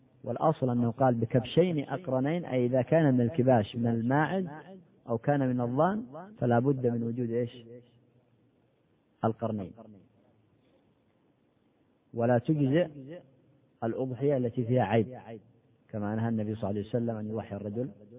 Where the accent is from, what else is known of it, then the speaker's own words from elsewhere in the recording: Al Bayda Governorate, Yemen; عندنا في اليمن في البيضاء الناس عندهم عادة